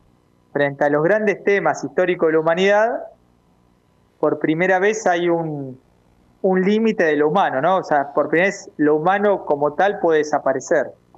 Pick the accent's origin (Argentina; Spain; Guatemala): Argentina; para nosotros como argentinos